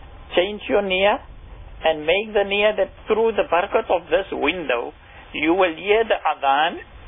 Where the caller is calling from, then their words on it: Roshnee, Gauteng, South Africa; I'm calling from Roshni.